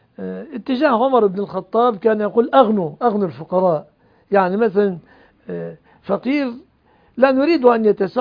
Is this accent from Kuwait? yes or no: no; Egypt; الموظف عندنا في مصر ما بياخذ قوت سنته من شغله